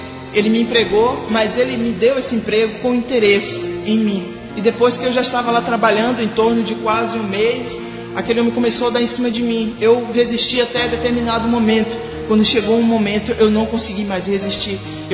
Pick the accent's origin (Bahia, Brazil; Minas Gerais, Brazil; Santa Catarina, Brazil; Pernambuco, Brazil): Bahia, Brazil; Ituberá; Eu sou da cidade de Ituberá, interior da Bahia.